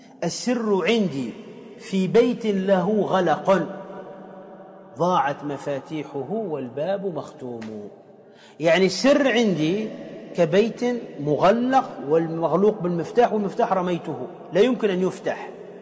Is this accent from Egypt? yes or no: no; Tunisia; كما يقال عندنا في تونس كالنكتة